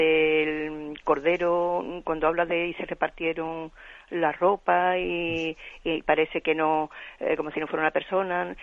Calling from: Seville, Andalusia, Spain; de Sevilla.

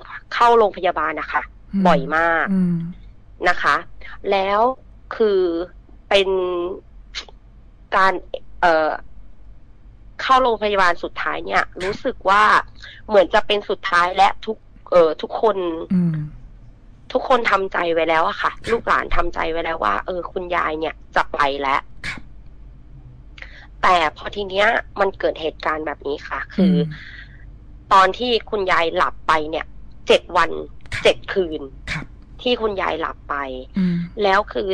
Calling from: Bangkok, Thailand; อยู่บางโพค่ะ

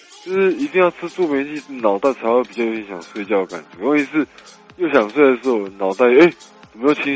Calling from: Taipei, Taiwan; 我是台北的

